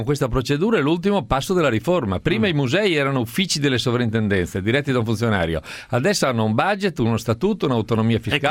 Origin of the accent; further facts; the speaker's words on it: Ferrara, Emilia-Romagna, Italy; No, sono di Ferrara, Bassa Padana, e il sindaco di Roma deve essere un romano.